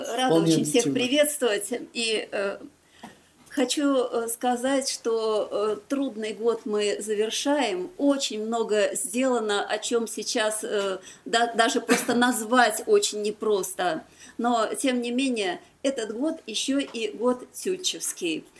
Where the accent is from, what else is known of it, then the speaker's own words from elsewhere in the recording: Volgograd, Volgograd Oblast, Russia; В моем родном городе Волгограде мы продолжаем